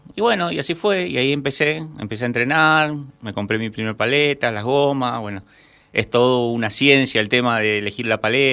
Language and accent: Spanish; Curuzú Cuatiá, Corrientes, Argentina; born there; yo ya tengo 45 años, así que tengo varios ya kilómetros recorridos. Bueno, yo nací en Curuzucuatiá, en el sur de Corrientes.